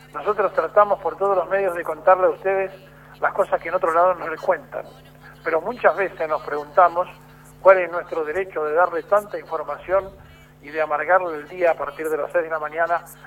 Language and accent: Spanish; Argentina; todos tienen documento que dice que somos argentinos.